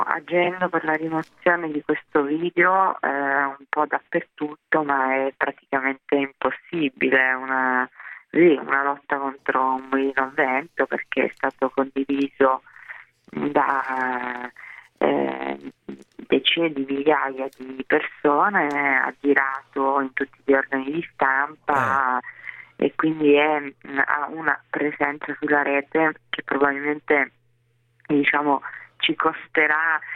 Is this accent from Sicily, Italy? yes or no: yes; Sicily, Italy; io sono cresciuta in Sicilia e andavo a scuola con dei ragazzi